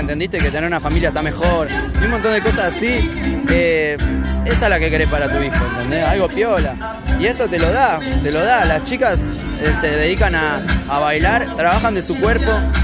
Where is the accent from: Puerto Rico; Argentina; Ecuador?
Argentina; Miramar, Buenos Aires Province; yo tengo 33, estoy desde los 15, ¿entendés? Yo soy de Miramar, de al lado de Mar del Plata